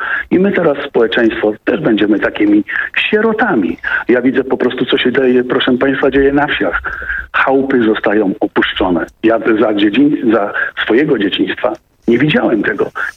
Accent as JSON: {"language": "Polish", "region": "Świętokrzyskie Voivodeship", "country": "Poland", "said": "mamy te same lata, co mój przedmówca, bo mówił, że ma obłożone 50 lat. Tylko on spod Krakowa, ja jestem spod Kielc."}